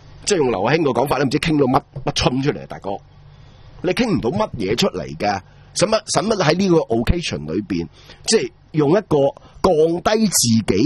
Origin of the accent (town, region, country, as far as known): Hong Kong